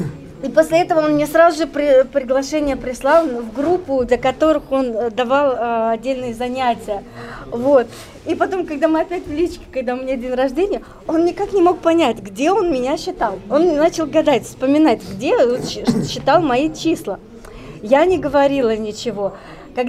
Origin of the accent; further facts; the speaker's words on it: Kyrgyzstan; born there; я родилась в Киргизии